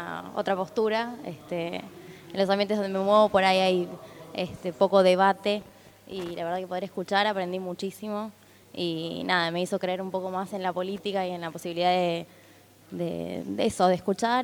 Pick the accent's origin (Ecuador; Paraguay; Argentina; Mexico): Argentina; Buenos Aires; de acá, de Capital.